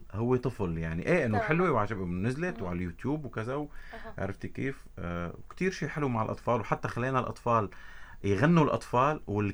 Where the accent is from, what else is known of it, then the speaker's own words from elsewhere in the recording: Safita, Tartus Governorate, Syria; now in Damascus, Syria; انا بلا شعور بحكي بهي اللهجه، صح انا ابن طرطوس صافيته، ولكن انا 20 سنه مقيم بدمشق